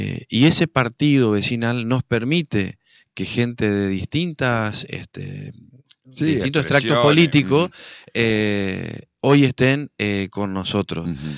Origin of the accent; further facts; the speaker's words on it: Argentina; yo, como muchos argentinos, creímos que era la avenida del medio y que era la moderación y que era la esperanza de la Argentina